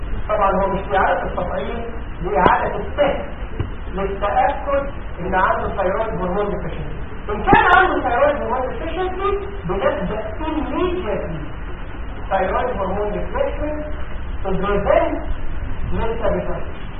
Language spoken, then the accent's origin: Arabic; Egypt; عندنا في مصر في المعالم المركزيه كلها في الصحه